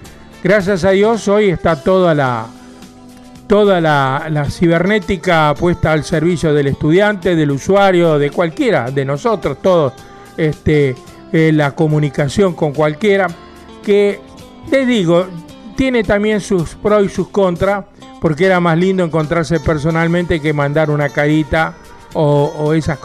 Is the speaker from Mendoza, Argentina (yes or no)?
no; Quilmes, Buenos Aires Province, Argentina; now in Bernal, Argentina; Yo soy de acá de Quilmes, vivo en Bernal, pues sigue siendo partido de Quilmes y casi en el límite con Bernal, con Quilmes, digo, perdón.